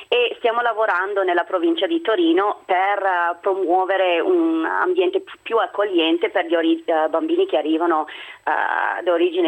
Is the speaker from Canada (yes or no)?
yes; Toronto, Ontario, Canada; Italian is a second language; now in Italy; Dal Canada, di Toronto sono.